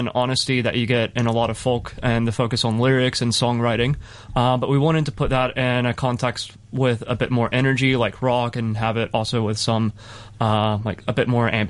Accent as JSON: {"language": "English", "country": "United States", "lives_now": "Hong Kong", "said": "Julian's from Hong Kong, Promise and I are from the US, and Paul's from Australia."}